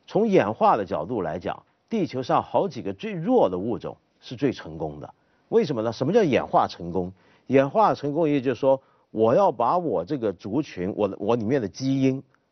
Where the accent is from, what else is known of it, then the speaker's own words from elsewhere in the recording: China; 我们中国人是非常相信某种扭曲掉的